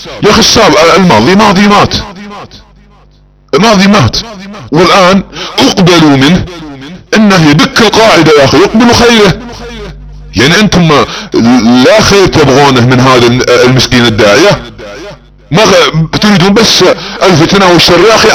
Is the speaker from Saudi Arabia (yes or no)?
yes; Saudi Arabia; على سبيل المثال بعض الدعاة عندنا في السعودية